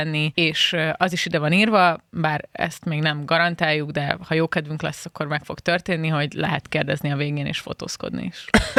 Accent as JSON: {"language": "Hungarian", "town": "Szeged", "region": "Csongrád-Csanád", "country": "Hungary", "tie": "born there", "said": "Na, hát szülővárosom, úgyhogy csodálatos lesz."}